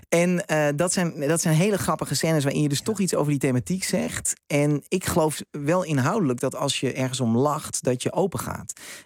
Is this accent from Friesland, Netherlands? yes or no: no; Amersfoort, Utrecht, Netherlands; Ik kom uit Amersfoort. Uit zo'n typische jaren 50 wijk.